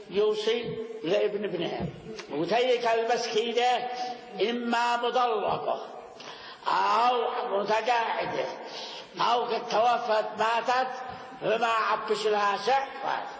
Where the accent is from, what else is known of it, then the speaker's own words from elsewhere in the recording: Yemen; وأما عندنا في اليمن فمعنى شيء ثاني، يتحيل بالورث.